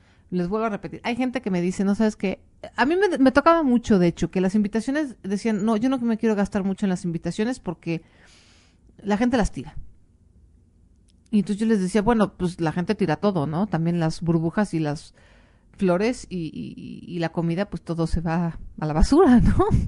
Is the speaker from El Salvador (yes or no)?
no; Mexico; no lo dejen todo como el mexicano, ahí a la última hora, ¿no? Somos famosos por eso